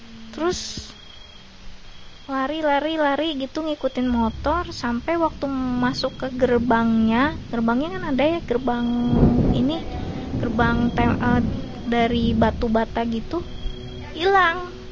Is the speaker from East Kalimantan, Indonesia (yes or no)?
yes; Balikpapan, East Kalimantan, Indonesia; now in Samarinda, Indonesia; Kalau saya asalnya dari Balikpapan